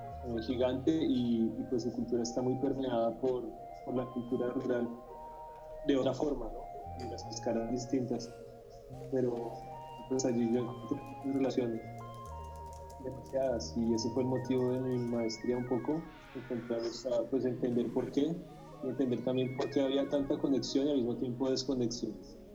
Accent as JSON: {"language": "Spanish", "region": "Bogotá", "country": "Colombia", "tie": "born or raised there", "said": "Yo como tal no crecí acá, yo crecí en Bogotá, pero siempre tuve una relación muy grande con este lugar. Yo pues de vivir acá no tengo memoria"}